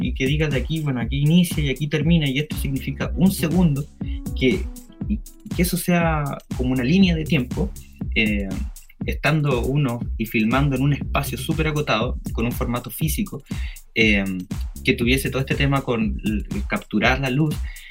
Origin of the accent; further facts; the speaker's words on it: Punta Arenas, Magallanes, Chile; moved away; yo soy de Punta Arenas. Allá llegaba muy poquita tecnología en ese tiempo cuando yo vivía por allá.